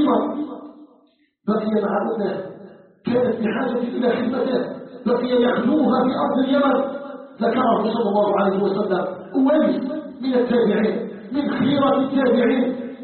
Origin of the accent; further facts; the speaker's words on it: Algeria; ونسأله سبحانه أن يجعل بلدنا الجزائر بلدا آمنا مطمئنا